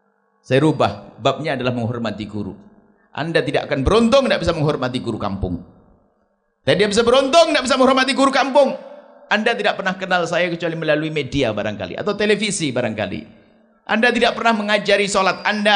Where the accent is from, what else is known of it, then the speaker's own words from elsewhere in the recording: East Java, Indonesia; now in West Java, Indonesia; Saya itu dari Jawa Timur, hijrah ke Jawa Barat, dakwah kami di Jawa Barat.